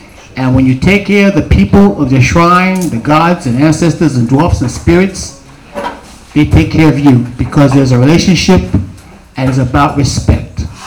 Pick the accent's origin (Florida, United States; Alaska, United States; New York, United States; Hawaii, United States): New York, United States; New York City; I grew up in Queensbridge